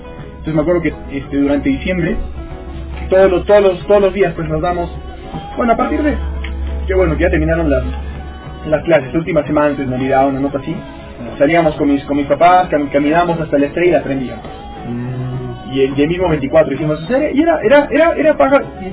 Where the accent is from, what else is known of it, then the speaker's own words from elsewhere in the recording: Cuajone, Moquegua, Peru; yo crecí en Coajone, en el campamento de la Sauder.